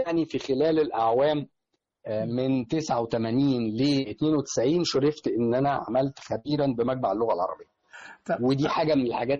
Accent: Egypt; حط بقى على ده ان احنا كمصريين بطبيعتنا

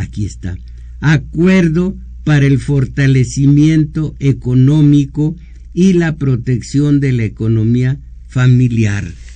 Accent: Mexico; como soberanos que somos los mexicanos

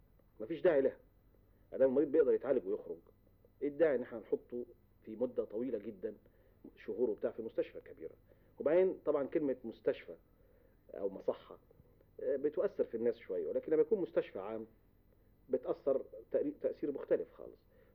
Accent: Egypt; كانت موجودة عندنا في مصر

